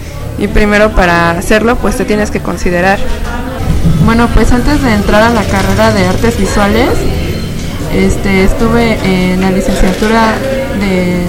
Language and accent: Spanish; Mexico City, Mexico; born there; Hola, yo nací en el Distrito Federal, me vine a radicar aquí.